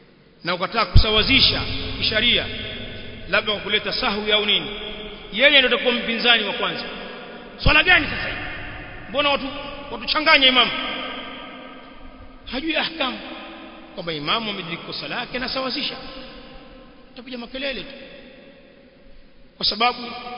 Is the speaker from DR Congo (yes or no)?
no; Tanga, Tanga Region, Tanzania; Baadhi ya misikiti kama kule kwetu Tanga